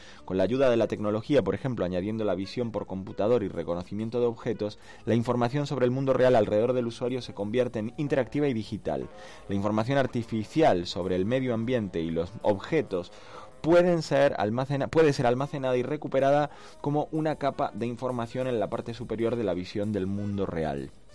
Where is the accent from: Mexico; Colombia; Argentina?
Argentina; Soy argentino